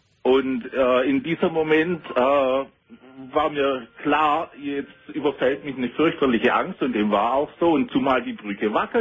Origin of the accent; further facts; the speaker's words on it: Southern Germany, Germany; Ich fahre öfters mal nach Süddeutschland, da komme ich her, hörst du wahrscheinlich an meinem Dialekt.